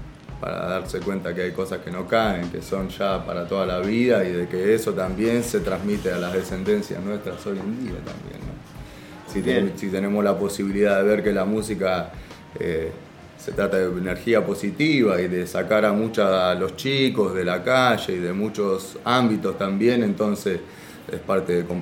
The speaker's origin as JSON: {"language": "Spanish", "town": "Lanús", "region": "Buenos Aires Province", "country": "Argentina", "said": "Yo soy de Lanús."}